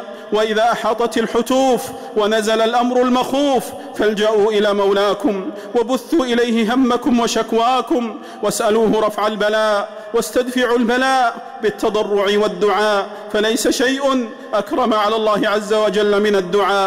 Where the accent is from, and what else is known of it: Saudi Arabia